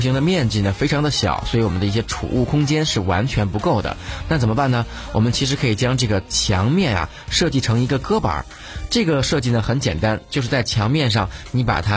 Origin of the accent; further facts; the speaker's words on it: China; 其实这一点在很多年之前我们中国人的家庭里面都会有这样的一个习惯，